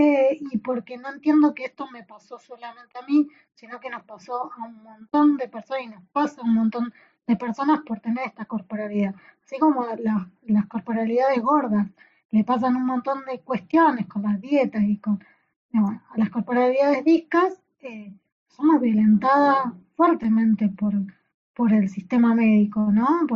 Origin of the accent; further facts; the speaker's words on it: Saladillo, Buenos Aires Province, Argentina; now in La Plata, Argentina; porque yo encima soy de Saladillo, entonces vine a La Plata a estudiar